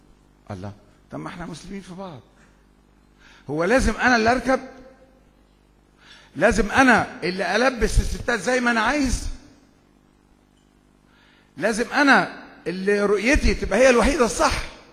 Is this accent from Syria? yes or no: no; Egypt; عندنا في الريف المصري بيجأروا بالشكوى